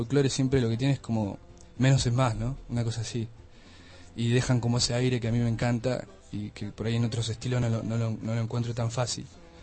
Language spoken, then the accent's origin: Spanish; Argentina; Soy argentino, más vale, pero...